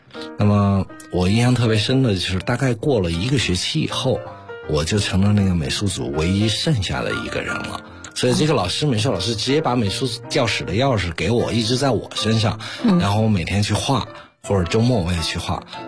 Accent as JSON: {"language": "Chinese", "town": "Chengdu", "region": "Sichuan", "country": "China", "tie": "born or raised there", "said": "我小时候是在成都出生和长大的。"}